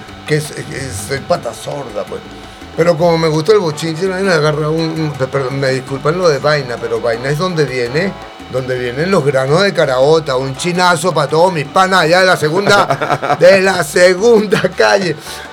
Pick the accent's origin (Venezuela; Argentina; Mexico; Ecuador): Venezuela; Caracas, Capital District; yo soy de Casalta, pero yo soy de la segunda calle de Propatria